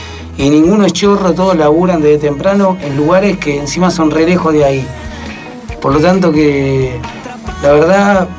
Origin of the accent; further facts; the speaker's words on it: Buenos Aires, Argentina; yo soy del Abasto de Almagro